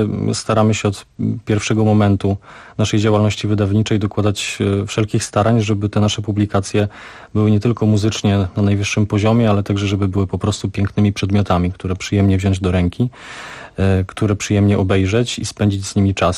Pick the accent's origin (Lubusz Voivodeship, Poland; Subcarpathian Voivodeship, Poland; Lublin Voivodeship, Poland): Subcarpathian Voivodeship, Poland; now in Kraków, Poland; Ja pochodzę z Podkarpacia, więc trudno, żebym powiedział o Krakowie jako o swojej ojczyźnie, ale w Krakowie mieszkam już ponad dekadę